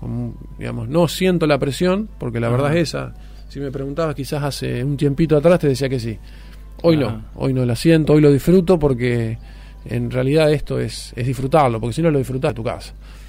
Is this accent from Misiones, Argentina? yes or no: no; Río Tala, Buenos Aires Province, Argentina; yo me crié en Río Tala.